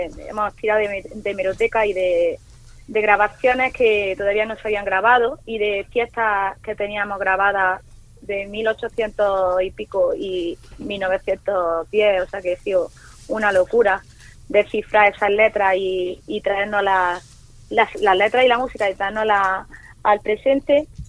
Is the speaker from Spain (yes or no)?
yes; Granada, Andalusia, Spain; Es un homenaje a mi tierra, Granada.